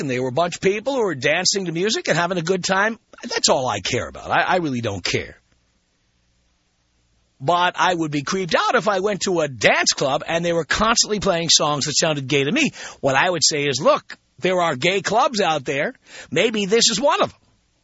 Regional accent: United States; which didn't make any sense to me as an American, but hey, what do I know?

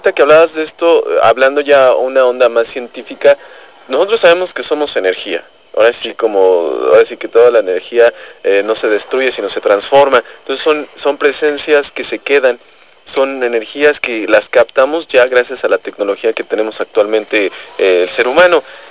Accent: Mexico; cumplir como buenos mexicanos y escuchar el himno nacional

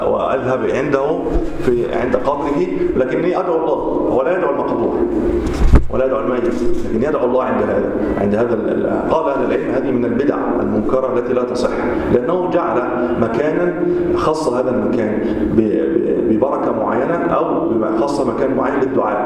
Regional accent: Egypt; ويقال أنها أول ما بدأت عندنا في مصر

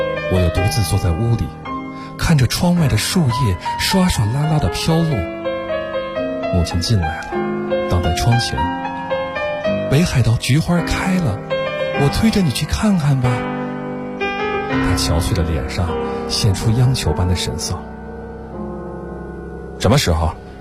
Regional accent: Beijing, China; 我来自北京。

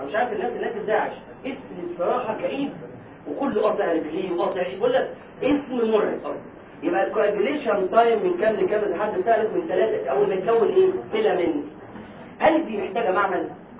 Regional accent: Egypt; إحنا عندنا في مصر يعني بيسألوه السؤال ده

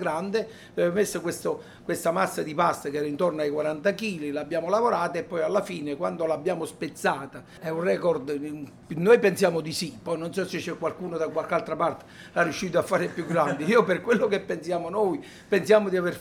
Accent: Campania, Italy; Io sono un campano, preferisco tifo per le squadre del sud.

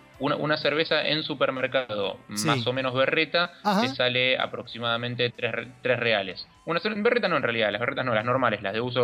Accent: Argentina; yo y mi comitiva somos todos argentinos.

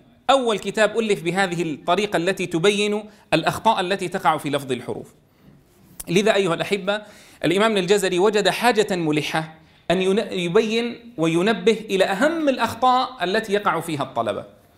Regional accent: Syria; مثلا عندنا في سوريا يفخم العين

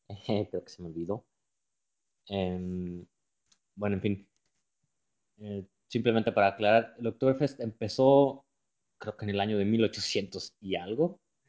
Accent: Mexico; moved away as an adult; now in Germany; Yo soy de México y ahora vivo en Alemania, en el sur, más exactamente en el estado de Baviera, o Bavaria, como algunos lo conocen, por su nombre en inglés. Bueno, pues aquí ya llevo 5 años trabajando

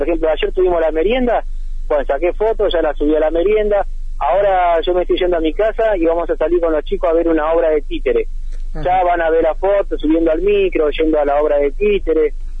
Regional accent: Argentina; el barrio Conet, donde yo nací, porque yo vivo ahí todavía, el barrio Conet tiene 50 años

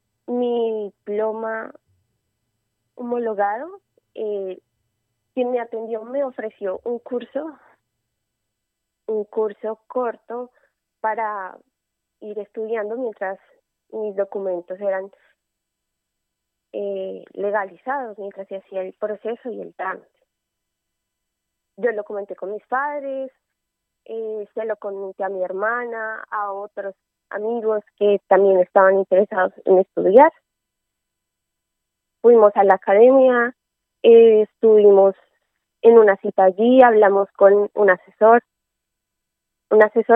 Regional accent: Colombia; moved away as an adult; now in Crevillent, Spain; Yo soy colombiana. Llegué no hace mucho aquí a España para continuar con mis estudios y buscando cerca a donde yo estoy actualmente, que es en Crevillentes.

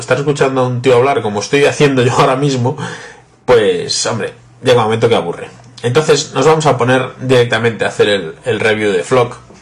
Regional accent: Vigo, Galicia, Spain; soy de Vigo, España.

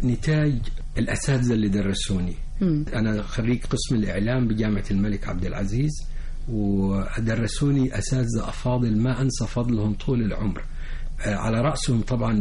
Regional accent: Cairo, Cairo Governorate, Egypt; أنا اتولدت في مصر، مصر مسقط رأسي. والدي كان بيشتغل في السفارة السعودية في القاهرة في الخمسينات، واتولدت في القاهرة ودرست دراستي المدرسية كلها في القاهرة.

